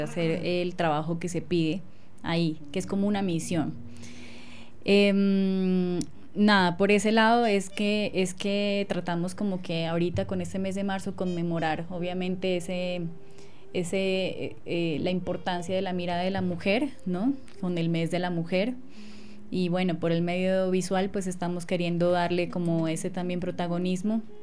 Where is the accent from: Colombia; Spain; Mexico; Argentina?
Colombia; O, por ejemplo, nosotros las colombianas, bueno, que somos fuertes